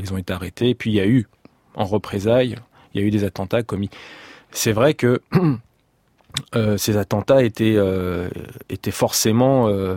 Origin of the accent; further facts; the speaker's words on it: France; moi, je suis né en 66, je suis français, mes parents sont français.